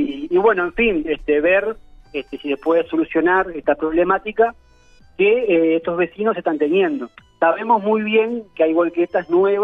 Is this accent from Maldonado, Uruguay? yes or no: yes; Piriápolis, Maldonado, Uruguay; más allá de que nosotros somos de Piriápolis o zona oeste